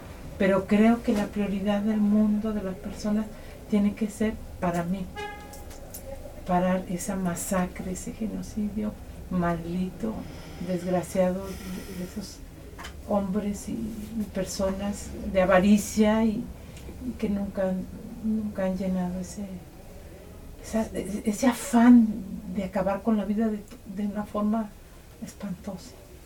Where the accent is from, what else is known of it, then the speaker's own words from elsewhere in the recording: Mexico; yo vengo de México también